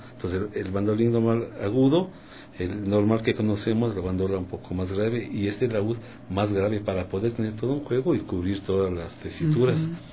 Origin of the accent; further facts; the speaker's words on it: Quito, Pichincha, Ecuador; porque yo soy quiteño y sé yo, está aquí en Quito.